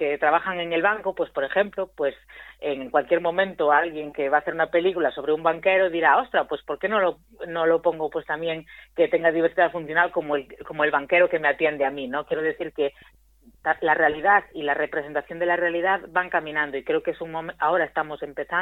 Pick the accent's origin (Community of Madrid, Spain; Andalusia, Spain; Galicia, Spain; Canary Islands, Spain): Galicia, Spain; Rianxo; Y después en mi pueblo, en Rianxo, yo hice una obra también